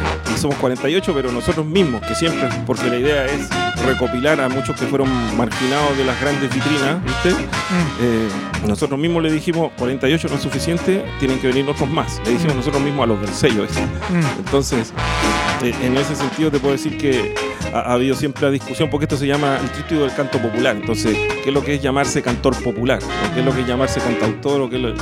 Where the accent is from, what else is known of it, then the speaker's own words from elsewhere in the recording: Viña del Mar, Valparaíso, Chile; also born or lived in Concepción; allá crecí. Tuve un tiempito viviendo en Conce cuando era chiquito, que no acuerdo casi nada. Pero de allá soy, allá me crié, nací en Viña. Pero bueno, soy de todo este territorio.